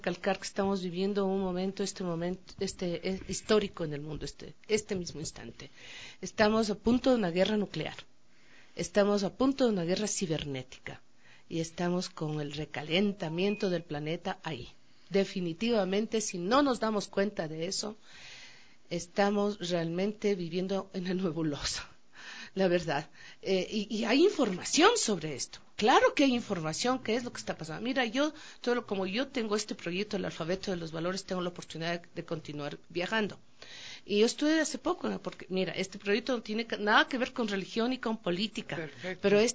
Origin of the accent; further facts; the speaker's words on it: Quito, Pichincha, Ecuador; Yo soy de aquí, del barrio de La Tola.